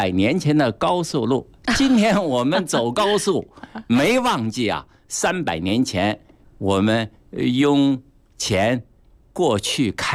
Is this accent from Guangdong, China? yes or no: no; Beijing, China; 对我们北京人，对我们中国人，还包括对世界的朋友，我们都应该呢加强介绍